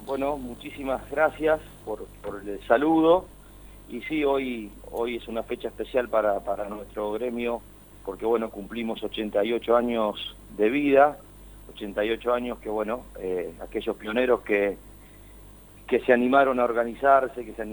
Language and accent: Spanish; Gálvez, Santa Fe, Argentina; vos vas a Buenos Aires y le decís soy de Gálvez, pero te puedo asegurar que no saben en qué lugar del mapa uno se encuentra